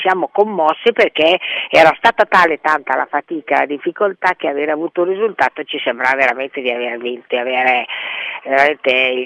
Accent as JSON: {"language": "Italian", "town": "Bologna", "region": "Emilia-Romagna", "country": "Italy", "tie": "born or raised there", "moved": "as an adult", "lives_now": "Milan, Italy", "said": "La mia famiglia d'origine era un padre toscano e una madre lombarda di Como. E sono nata a Bologna, dove ho vissuto 20 anni, e poi mi sono trasferita a Milano perché mi sembrava che Milano nel 1961 fosse una terra di occasioni"}